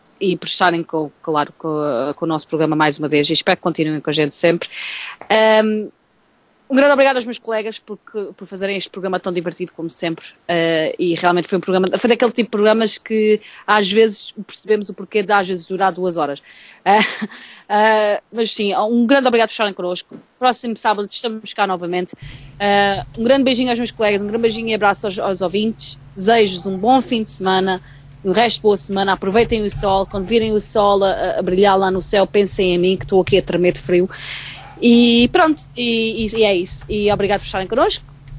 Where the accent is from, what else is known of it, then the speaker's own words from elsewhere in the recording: Baixa da Banheira, Setúbal, Portugal; Eu ia dizer, eu sou da Baixa da Banheira